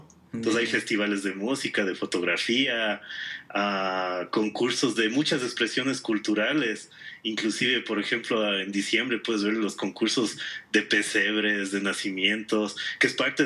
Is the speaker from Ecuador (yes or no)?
yes; Quito, Pichincha, Ecuador; A veces uno como quiteño ya te acostumbras y has ido tantas veces y todo